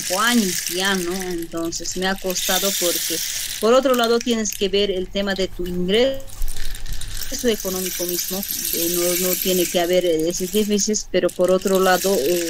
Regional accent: Tiquipaya, Cochabamba, Bolivia; soy del municipio de Tiquipaya, mi comunidad es Tolapuro, soy del distrito 3.

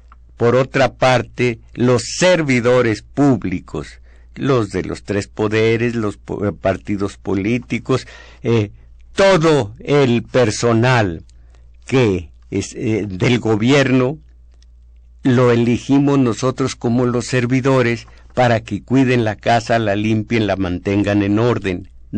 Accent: Mexico; Fíjense cómo somos mexicanos, tenemos que agregar films

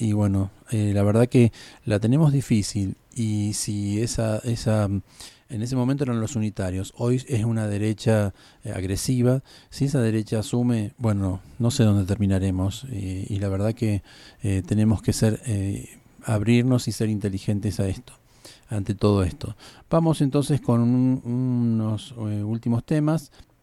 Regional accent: Argentina; Procuremos, como argentinos, ser inteligentes, ser ciudadanos

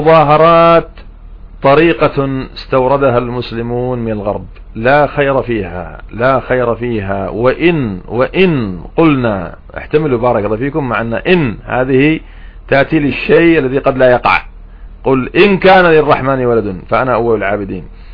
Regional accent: Yemen; والله عندنا في اليمن، أنا أحكي لكم عما نعاني في اليمن

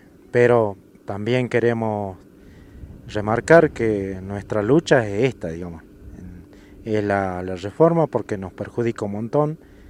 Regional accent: Jujuy, Argentina; nosotros como jujeños o como argentinos veamos, ¿no?, nuestra realidad, lo que estamos pasando acá en Jujuy

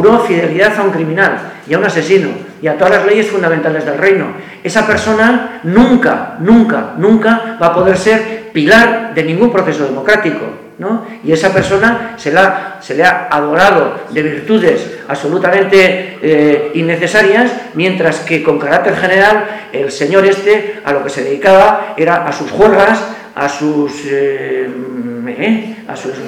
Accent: Basque Country, Spain; born there; Bueno, yo no soy asturiano, claro. Yo he nacido en Álava.

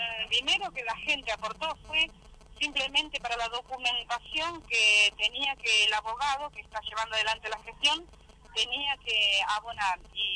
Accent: Tigre, Buenos Aires Province, Argentina; nosotros somos de Tigre

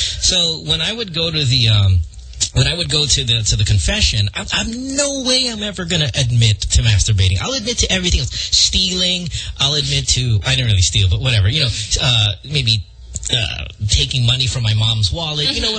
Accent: Bocaue, Central Luzon, Philippines; now in Marilao, Philippines; I grew up in Bukawe, and I live in Marilao now.

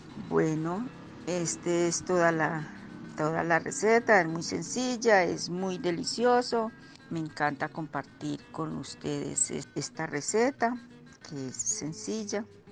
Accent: Caldas, Colombia; now in Manizales, Colombia; vengo del norte de Caldas, actualmente vivo en Manizales.

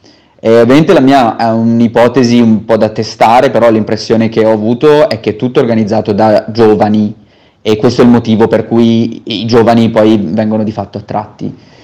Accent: Pisa, Tuscany, Italy; moved away as an adult; also born or lived in Barcelona; now in Germany; ho 33 anni, sono toscano di Pisa e da 4 anni vivo all'estero. Ho fatto un periodo di studio a Barcellona in Spagna e poi gli ultimi 2 anni e mezzo li ho passati in Germania

